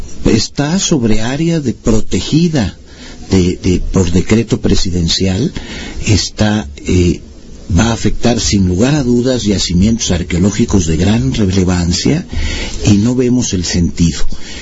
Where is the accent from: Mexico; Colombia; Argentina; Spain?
Mexico; Nosotros nos identificamos como mexicanos